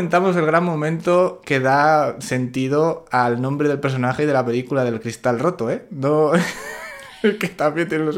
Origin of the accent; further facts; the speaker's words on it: Salamanca, Castile and León, Spain; de Salamanca